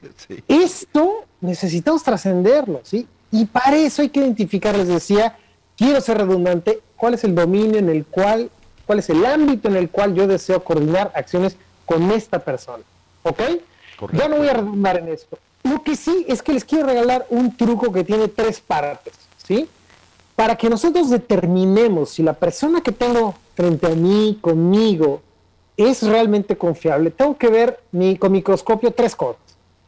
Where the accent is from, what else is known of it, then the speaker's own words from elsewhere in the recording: Mexico; algo que tenemos que hacer como mexicanos es aprender a conversar con los demás